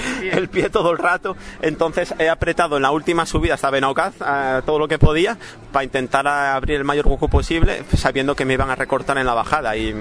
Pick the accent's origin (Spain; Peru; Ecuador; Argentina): Spain; León, Castile and León; Como yo vengo de León, de una zona de montaña, siempre me ha gustado mucho correr por montaña.